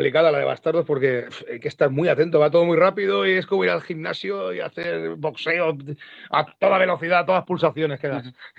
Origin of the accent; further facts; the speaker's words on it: Valencian Community, Spain; somos del sur de Valencia